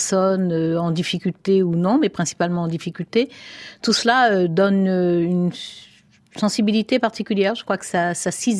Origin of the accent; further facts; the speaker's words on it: Cayenne, French Guiana, France; j'ai grandi à Cayenne jusqu'au baccalauréat